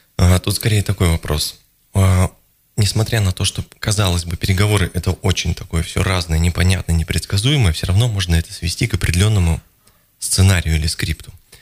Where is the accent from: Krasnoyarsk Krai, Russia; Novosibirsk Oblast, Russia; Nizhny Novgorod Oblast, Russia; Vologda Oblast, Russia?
Novosibirsk Oblast, Russia; Novosibirsk; moved away as an adult; also born or lived in Saint Petersburg; now in Moscow, Russia; Я сам из Новосибирска, в общем-то, поэтому я представляю, о чем речь.